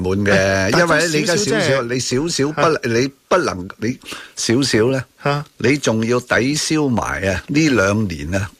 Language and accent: Cantonese; Hong Kong; 代表我哋香港人